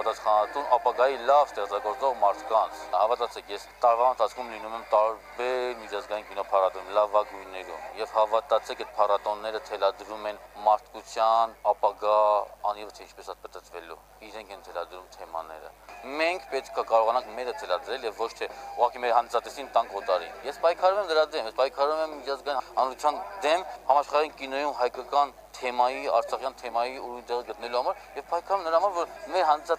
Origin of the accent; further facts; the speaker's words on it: Stepanakert, Azerbaijan; Ես ինքս Ստեփանակերտից եմ